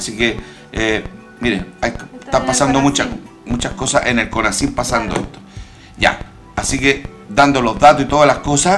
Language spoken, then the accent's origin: Spanish; Chile; como chileno, como músico chileno también